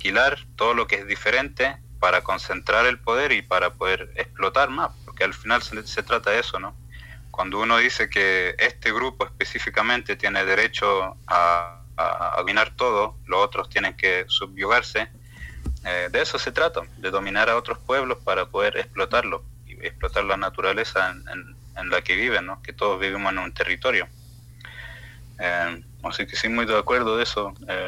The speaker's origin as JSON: {"language": "Spanish", "country": "Chile", "said": "Por ejemplo, en Chile, de donde soy yo, también está basado en esa idea de un estado, una lengua, una identidad, ¿no?"}